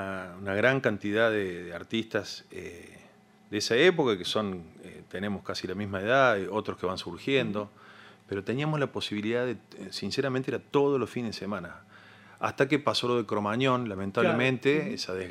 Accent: Córdoba, Argentina; mi papá es santiagueño y uh-huh. es como que me crié entre santiagueños, básicamente, en Córdoba

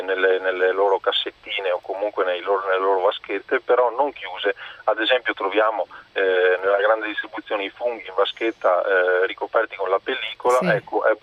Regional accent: Veneto, Italy; io essendo veneto

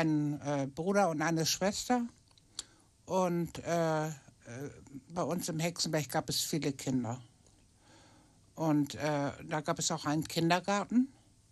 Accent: Hamburg, Germany; also born or lived in Liegnitz, Poland / Annaberg-Buchholz, Germany; Und dann sind wir nach Hamburg gekommen, nach Altona. In den Hexenberg.

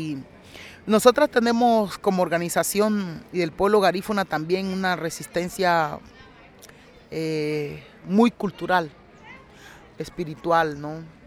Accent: Honduras; Y yo siempre digo, bueno, mis hijos, mis hijas merecen otro destino, Honduras merece otro destino.

